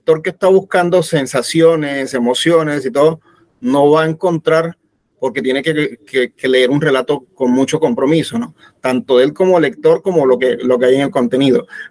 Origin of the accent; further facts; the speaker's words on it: Ovejas, Sucre, Colombia; moved away as an adult; now in Cartagena, Colombia; Yo soy de Ovejas, Sucre. Yo soy de un pueblo de Sucre, cercano a Sincelejo, que se llama Ovejas. Y bueno, allá me crié, me formé en Sincelejo